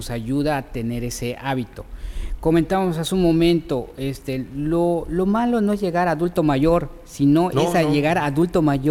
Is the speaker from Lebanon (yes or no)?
no; Mexico; Nosotros como mexicanos a veces nos dificulta